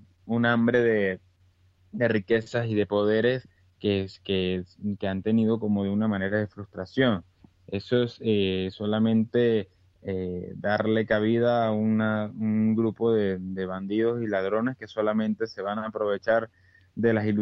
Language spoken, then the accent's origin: Spanish; Venezuela; Bueno, a nosotros como venezolanos le podemos decir en España que bueno, vean el espejo.